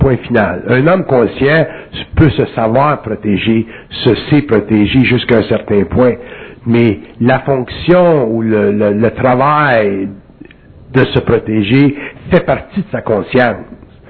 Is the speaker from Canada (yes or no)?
yes; Quebec, Canada; je viens du Canada québécois, ou du Canada